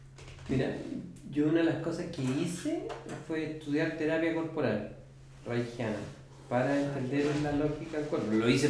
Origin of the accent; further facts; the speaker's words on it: Concepción, Biobío, Chile; a mí me alivia mucho cuando trabajo en Concepción decir que soy de Concepción.